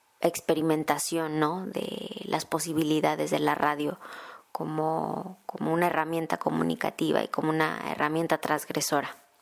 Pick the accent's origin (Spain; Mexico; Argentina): Mexico; Posteriormente viajé a México, que es de donde yo soy originaria, y colaboraba desde México